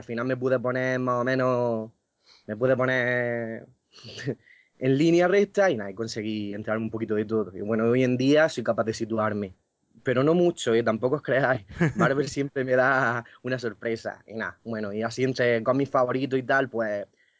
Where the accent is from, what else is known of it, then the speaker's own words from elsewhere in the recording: Almería, Andalusia, Spain; Tengo 22 años, soy de Almería, muy friki.